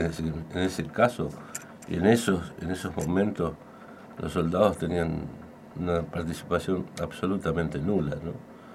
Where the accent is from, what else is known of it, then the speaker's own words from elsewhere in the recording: Tucumán, Argentina; yo soy tucumano, me tocó el servicio militar, estaba enrolado en el Distrito Militar Tucumán